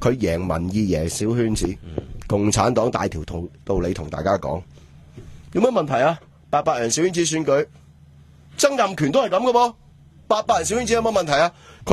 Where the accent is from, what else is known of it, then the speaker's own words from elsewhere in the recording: Hong Kong; 呢啲啱我哋香港人聽嘅嘢嚟㗎。